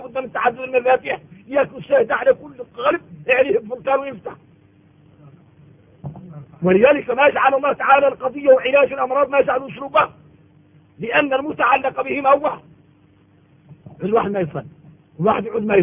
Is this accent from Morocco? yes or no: no; Mauritania; نحن من موريتانيا إلا خلقنا مسلمين